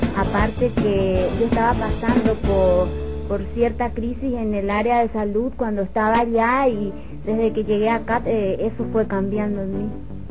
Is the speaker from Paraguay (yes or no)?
yes; Paraguay; como dijo mi compañera, soy de Paraguay. Les cuento un poquito, tengo 26 años.